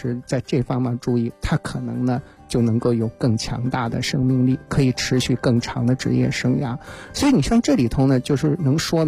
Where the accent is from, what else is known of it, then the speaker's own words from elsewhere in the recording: Changzhi, Shanxi, China; 我是那个4月份呢去我的故乡山西啊，去长治做过一次他们马拉松的论坛